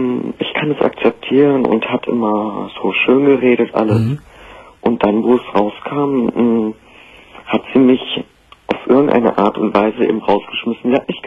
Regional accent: Germany; Also ich bin auch selber Türke, ganz Türke. Bin hier aufgewachsen, bin hier geboren worden.

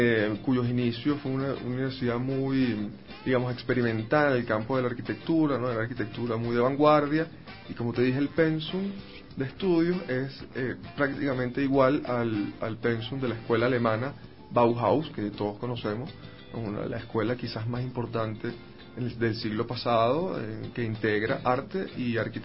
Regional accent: Venezuela; Sí, soy artista plástico, venezolano

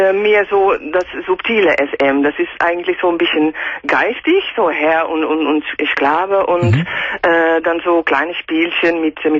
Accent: Netherlands; German is a second language; Ich bin Holländerin

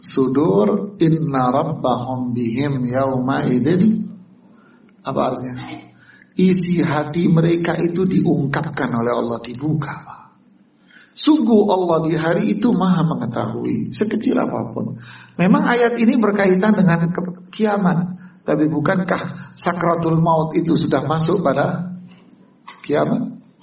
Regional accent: Bangil, East Java, Indonesia; Kita orang Bangil sekota, namanya kota kecil.

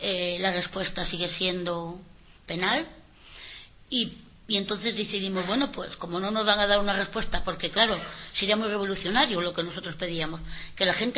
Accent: Madrid, Community of Madrid, Spain; Nosotros no somos de Cantabria, somos de Vallecas.

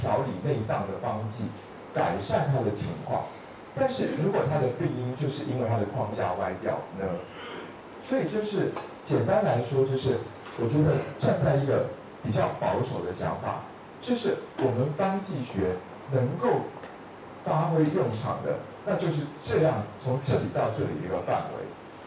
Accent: Taiwan; 就像我们台湾这边

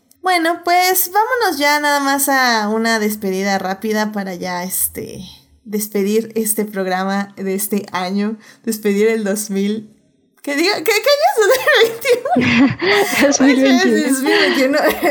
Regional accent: Mexico; creo que como mexicanos, como personas que vivimos en México, también siento que nos podemos relacionar mucho con ese tipo de ambiente

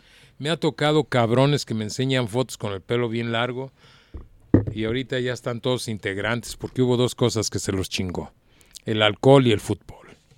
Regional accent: Guadalajara, Jalisco, Mexico; qué desgracia, como ciudadano tapatío.

